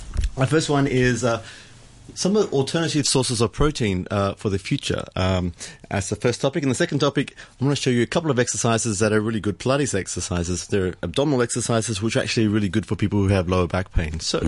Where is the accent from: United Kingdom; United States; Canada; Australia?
Australia; Sydney, New South Wales; there is actually a shop in Australia now, in Sydney, in my hometown